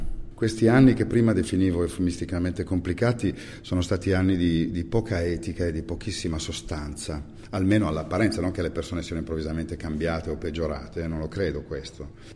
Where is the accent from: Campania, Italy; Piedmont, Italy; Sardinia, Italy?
Piedmont, Italy; born there; io sono nato in provincia di Cuneo, che ha come unica barriera rispetto al mare le Alpi Marittime.